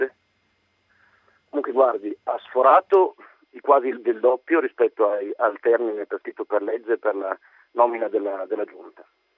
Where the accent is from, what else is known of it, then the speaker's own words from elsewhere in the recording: Reggio Emilia, Emilia-Romagna, Italy; io sono di Reggio Emilia